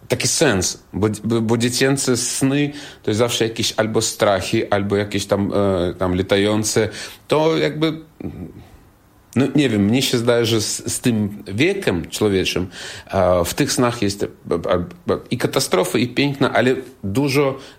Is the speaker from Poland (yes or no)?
no; Belarus; Jestem z Białorusi, białoruski artysta, skromny, legendarny, charyzmatyczny.